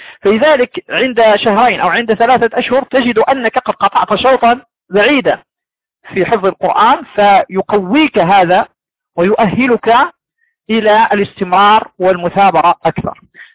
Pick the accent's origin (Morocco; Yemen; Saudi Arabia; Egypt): Morocco; عندنا في المغرب